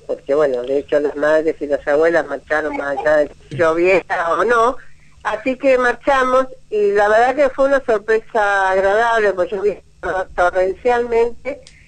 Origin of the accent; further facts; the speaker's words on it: Buenos Aires, Argentina; moved away as an adult; yo soy de Buenos Aires, por cuestión de trabajo hace 16 años que vivo acá.